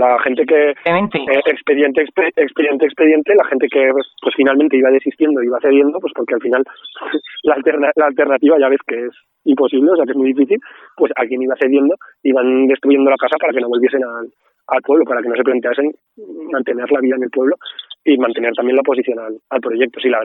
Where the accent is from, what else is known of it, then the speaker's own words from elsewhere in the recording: Artieda, Aragon, Spain; en el caso de mi pueblo la verdad es que son todo parcelas bastante pequeñas, la tierra, por suerte, no por nada, está bastante bien distribuida, pero también hay una parte importante que es del ayuntamiento, y al final el ayuntamiento, en el caso de Artieda